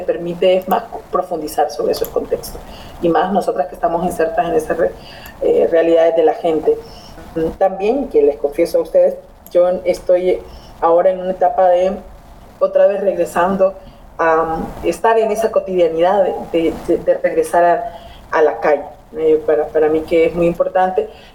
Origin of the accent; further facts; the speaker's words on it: Honduras; Soy periodista hondureña que intenta contar historias que dignifiquen la vida de la gente.